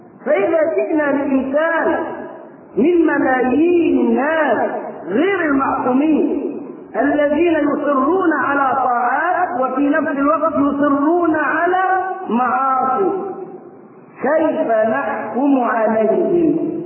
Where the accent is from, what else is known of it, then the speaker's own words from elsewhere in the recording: Egypt; وبدأ ينتشر فكر التكفير في قرى مصر ومدنها وصل إلى قريتنا